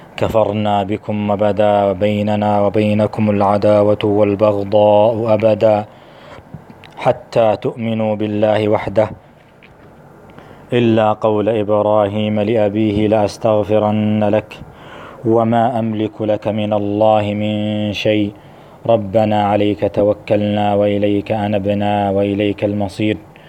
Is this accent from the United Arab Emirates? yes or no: no; Najd, Saudi Arabia; فأنا نجدي ولست بسعودي